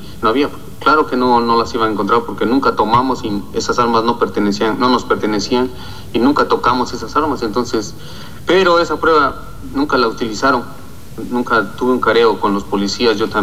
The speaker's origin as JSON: {"language": "Spanish", "region": "Oaxaca", "country": "Mexico", "said": "Nos da coraje todavía que nuestros hijos no puedan disfrutar de nuestro estado, de nuestra gente, de nuestra vida como oaxaqueños."}